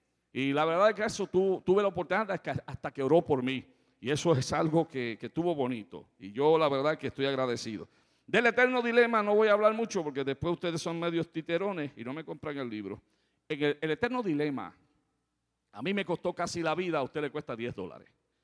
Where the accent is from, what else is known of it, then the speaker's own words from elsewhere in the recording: Puerto Rico; No he encontrado más hospitalidad en mi país que en el oeste de Puerto Rico.